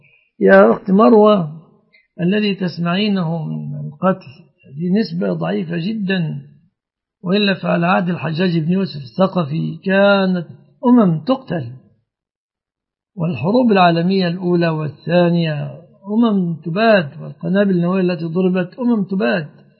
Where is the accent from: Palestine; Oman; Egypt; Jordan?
Egypt; فليس في بلادنا مصر مثل هذا الحمد لله الآن.